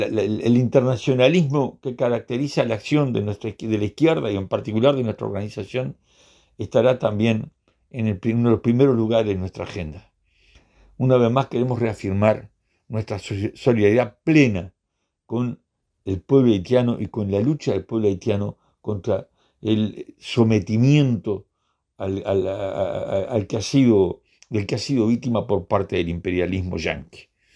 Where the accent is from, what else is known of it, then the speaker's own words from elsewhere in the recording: Uruguay; Nosotros como pueblo uruguayo tenemos una deuda histórica con el pueblo haitiano.